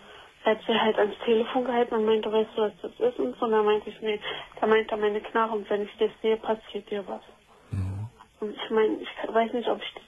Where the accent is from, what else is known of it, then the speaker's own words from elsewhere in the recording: Berlin, Germany; also wir kommen ja wie gesagt aus Berlin.